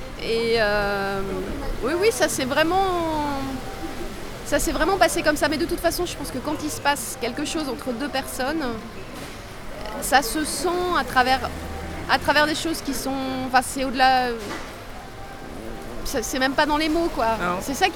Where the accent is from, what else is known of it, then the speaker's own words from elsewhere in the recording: Grand Est, France; born there; non, je suis né en Lorraine.